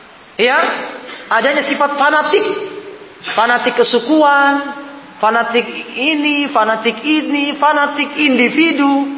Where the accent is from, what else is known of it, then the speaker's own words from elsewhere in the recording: Sorowako, South Sulawesi, Indonesia; Ya, sama-sama kita orang Sorowako, Nah, kita orang Sorowako, kan?